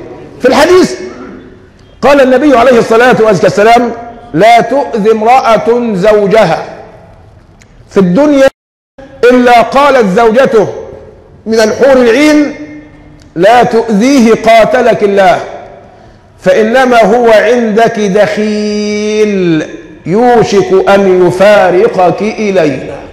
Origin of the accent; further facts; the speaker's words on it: Egypt; ما احنا كمصريين فينا الطبع ده